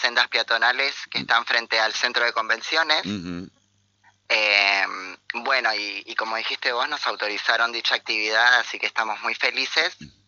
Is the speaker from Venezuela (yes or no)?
no; Buenos Aires, Argentina; now in Concordia, Argentina; Yo soy de Buenos Aires, te cuento.